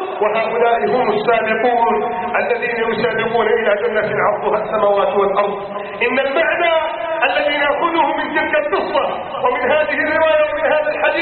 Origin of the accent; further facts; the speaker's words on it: Egypt; واجعل بلدنا مصر آمنا مطمئنا وسائر بلاد